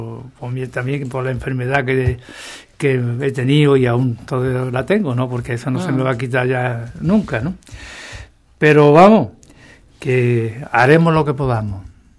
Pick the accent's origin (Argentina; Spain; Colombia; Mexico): Spain; Andalusia; Si somos andaluces, somos españoles